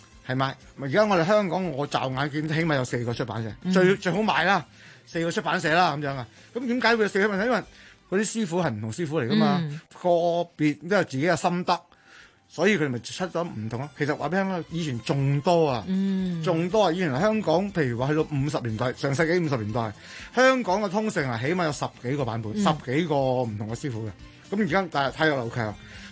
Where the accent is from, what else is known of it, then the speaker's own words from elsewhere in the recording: Guangdong, China; 咁於是我哋廣府人咧就將佢喂唔好啊